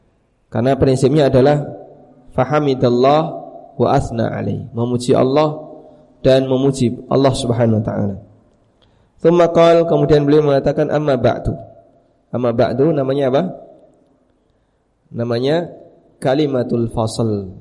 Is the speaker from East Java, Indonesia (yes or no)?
yes; Paciran, East Java, Indonesia; di kampung Paciran itu, di kampung saya, ada seorang tokoh yang sangat disegani, tokoh Muhammadiyah.